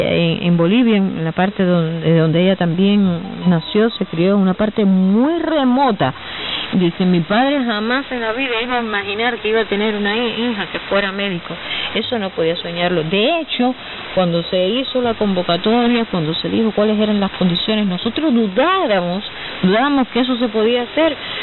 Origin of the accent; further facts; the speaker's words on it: Mayarí, Holguín, Cuba; Por ejemplo, en Mayarí, que es donde yo provengo, vengo de Mayarí